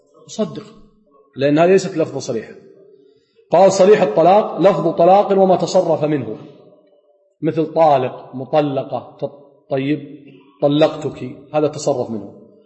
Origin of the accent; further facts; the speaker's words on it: Kuwait; عندنا بالكويت يقول لها تجيك ورقتك